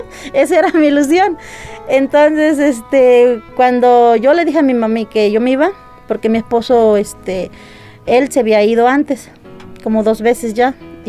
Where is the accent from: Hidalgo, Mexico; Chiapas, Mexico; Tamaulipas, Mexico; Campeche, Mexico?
Hidalgo, Mexico; Zacualtipán; moved away as an adult; also born or lived in Otlamalacatla; now in United States; soy nativa de Otlamalacatla, Hidalgo, municipio de Tianguistengo, Hidalgo. Pero desde chiquita me trajeron para Zacualtipán, ahí me crié, ahí trabajé, estudié y de ahí pues ya me fui para Estados Unidos.